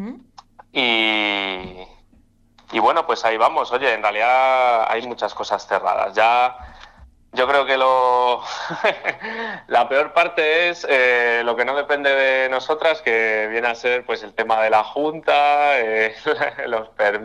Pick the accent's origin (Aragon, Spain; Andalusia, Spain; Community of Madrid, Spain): Community of Madrid, Spain; Madrid; yo no soy de Tetuán, yo soy de La Coma, y la verdad es que he ido al festi desde, yo qué sé, desde que era adolescente